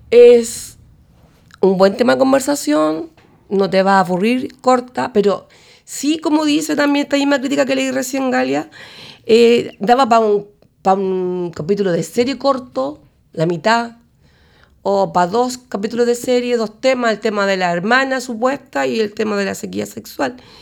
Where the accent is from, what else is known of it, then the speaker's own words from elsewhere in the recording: Chile; Un 60, porque soy chilena y porque me identifico con algunas cosas.